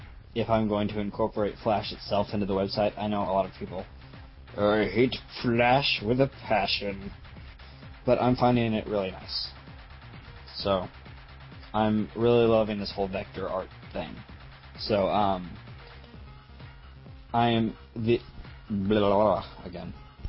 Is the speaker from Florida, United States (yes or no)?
yes; Florida, United States; moved away; Hey, I'm from Florida, sir.